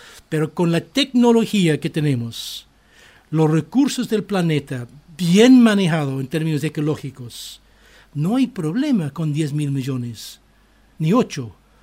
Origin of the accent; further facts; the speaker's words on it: Ireland; Spanish is a second language; En muchos países, en mi país, en Irlanda, yo conocí varias familias de 13 niños